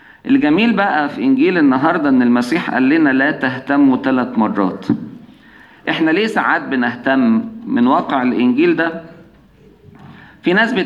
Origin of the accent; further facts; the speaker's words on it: Egypt; كنت أعرف خدام عندنا في مصر